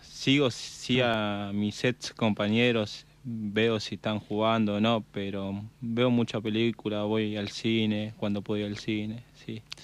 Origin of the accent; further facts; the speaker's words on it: Fiorito, Buenos Aires Province, Argentina; De Fiorito, me crié en Fiorito, a 10 cuadras.